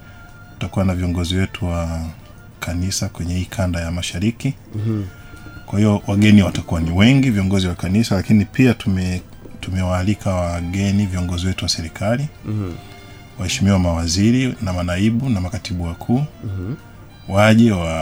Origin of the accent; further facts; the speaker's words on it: Tanzania; Sisi ni Watanzania